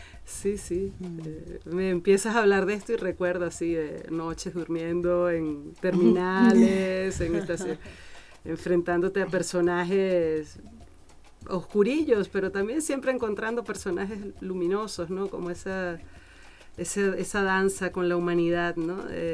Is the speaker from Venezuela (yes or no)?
yes; Venezuela; born there; moved away as an adult; also born or lived in Spain; eso fue en el país donde nací, en Venezuela